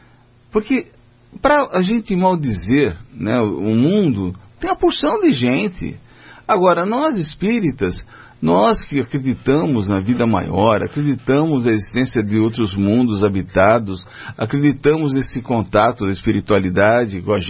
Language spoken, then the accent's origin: Portuguese; São Paulo, Brazil; Eu, como sou de São Paulo, né, nasci na cidade de São Paulo